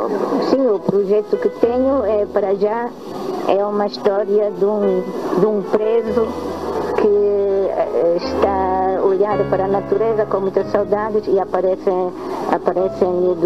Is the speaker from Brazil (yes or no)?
no; Germany; moved away as an adult; now in Portugal; Eu nasci na Alemanha, numa aldeiazinha com 200 habitantes. Convivi muito com animais, natureza, etc.